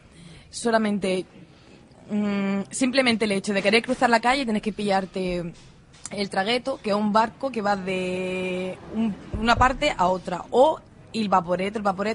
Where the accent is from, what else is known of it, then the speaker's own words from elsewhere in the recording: Andalusia, Spain; Hay que decirlo, que yo soy andaluza.